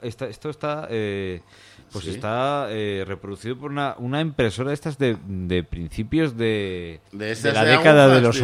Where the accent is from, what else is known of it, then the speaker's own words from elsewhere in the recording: Gijón, Asturias, Spain; los que somos de Gijón hemos visto en algún momento, digamos, la doble R.